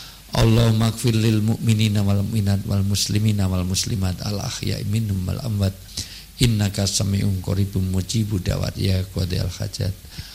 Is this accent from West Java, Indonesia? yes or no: no; Yogyakarta, Special Region of Yogyakarta, Indonesia; saya pribadi dan selaku warga Jogja yang banyak meninggalkan Jogja, banyak di Jakarta, banyak di semuanya